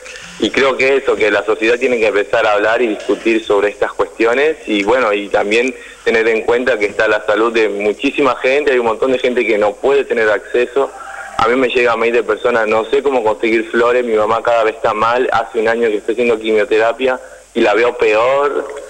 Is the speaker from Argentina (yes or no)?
yes; Tucumán, Argentina; yo soy de Tucumán, mi mamá lo podría plantar en Tucumán.